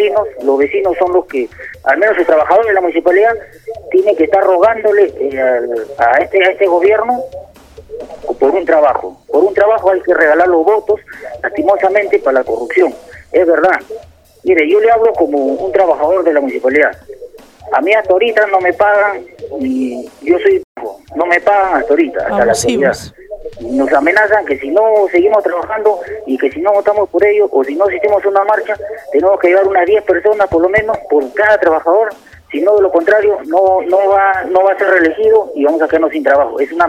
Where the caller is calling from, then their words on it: Ventanilla, Callao, Peru; Yo soy un vecino de Ventanilla.